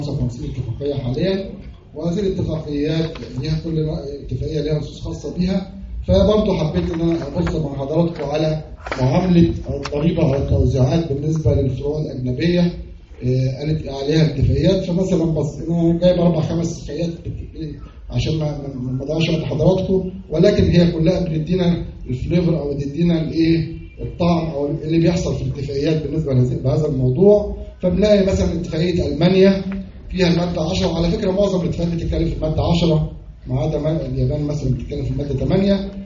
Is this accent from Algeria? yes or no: no; Egypt; فعندنا القانون العام عندنا في مصر بيخضع